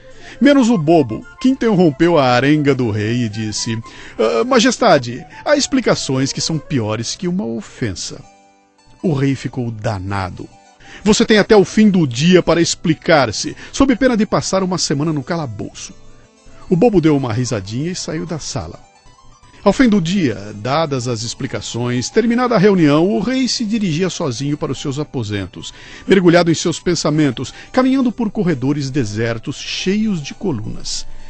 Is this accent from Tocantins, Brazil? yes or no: no; Minas Gerais, Brazil; me lembrei com saudade da minha infância em Minas.